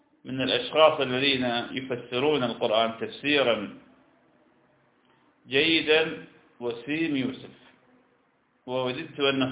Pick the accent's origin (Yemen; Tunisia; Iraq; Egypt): Iraq; نحن لسنا، أنا عراقي وأنت شام، نحن لسنا حجازين